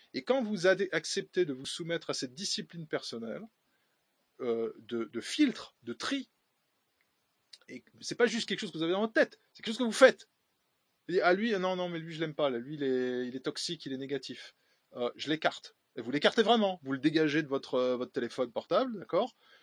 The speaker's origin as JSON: {"language": "French", "country": "France", "said": "chez nous, en France"}